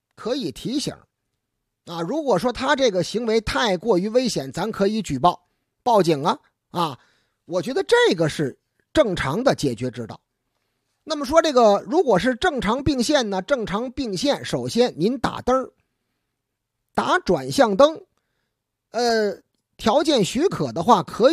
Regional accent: Beijing, China; 咱们北京人呐讲究礼数。

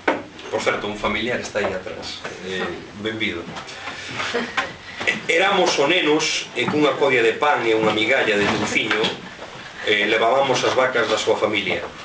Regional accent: Allariz, Galicia, Spain; eu son de Allariz, xa comentastes, iso é inevitable. Mas tamén teño unha parte familiar na Limia, en concreto na Pereira, concello de Regui de Veiga.

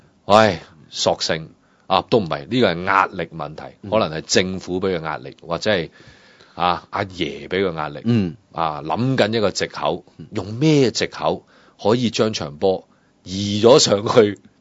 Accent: Hong Kong; 我都係香港人啊，

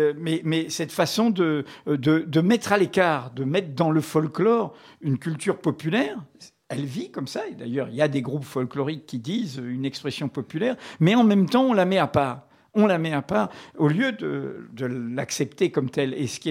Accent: Martinique, France; quand j'étais gamin en Martinique, bon, là, je pêchais le lamby

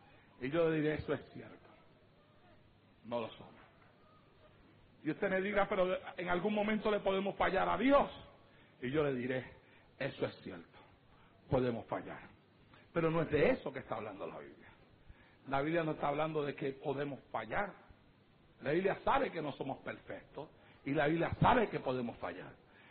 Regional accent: Santa Isabel, Puerto Rico; llegar a aquel momento en mi vida arrastrado allá en el pueblo de Santa Isabel, tirado en las calles de mi pueblo

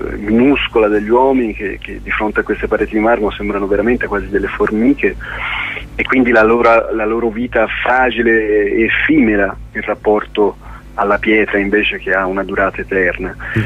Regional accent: Florence, Tuscany, Italy; Diciamo che vengo da Firenze

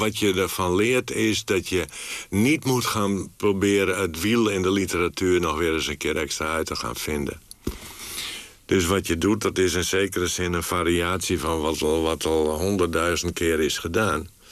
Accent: Friesland, Netherlands; accent: Frisian; Ik had alleen mijn accent tegen. Dus bij de eerste beste uitspraak van mij... wisten de mensen wel dat ik uit Friesland kwam.

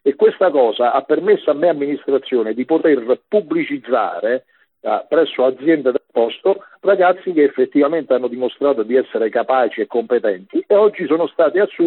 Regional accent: Rome, Lazio, Italy; tu sai, vengo da Roma, no? E puntualmente io ogni fine mese sto a Roma

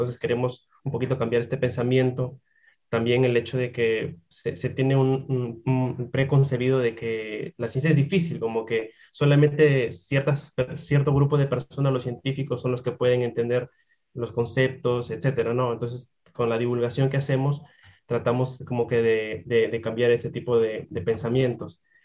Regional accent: Peru; y bueno, yo que soy de Perú, ¿no?

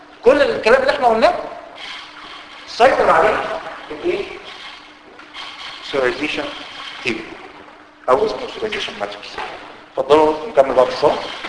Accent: Egypt; هي ممكن هتلاقيها موجوده في الواقع العام عندنا في مصر، هتلاقيها موجوده كتير

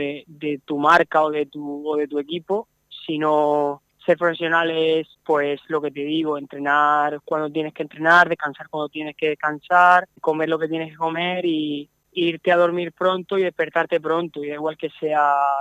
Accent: Redován, Valencian Community, Spain; soy de Redován y es un pueblo que está pegado a la montaña, y yo, mi casa está a 100 metros de la montaña

